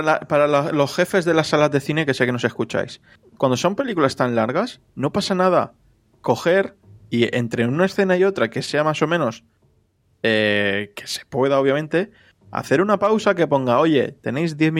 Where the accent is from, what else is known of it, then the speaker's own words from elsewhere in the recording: Spain; para los que somos de España